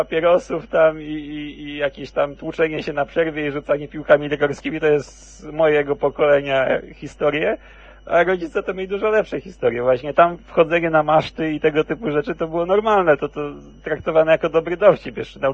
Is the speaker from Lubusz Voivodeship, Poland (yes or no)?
no; Kuyavian-Pomeranian Voivodeship, Poland; Także ja akurat na Kujawach się wychowałem, bo tam akurat moja część rodziny wylądowała.